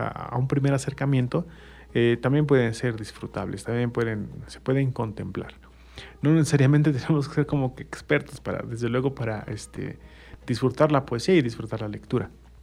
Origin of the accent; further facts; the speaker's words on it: Mexico; un cierto sabor en el imaginario colectivo como mexicanos, ¿no?